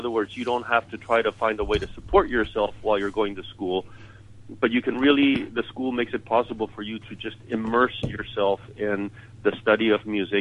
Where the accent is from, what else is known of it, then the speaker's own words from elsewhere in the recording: Chile; when I was growing up in Chile, there was no such thing as a youth orchestra.